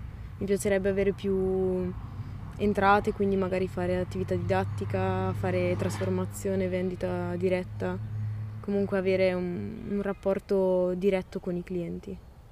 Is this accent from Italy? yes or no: yes; Volano, Trentino-Alto Adige, Italy; sono cresciuta a Volano, quindi posto della viticoltura. Sono cresciuta in mezzo alle vendemmie, in mezzo alle persone che chiacchieravano.